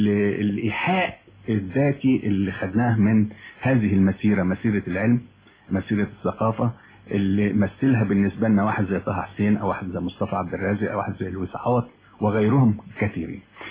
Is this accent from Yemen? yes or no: no; Minya Governorate, Egypt; born there; مظبوط، يعني بالضبط كده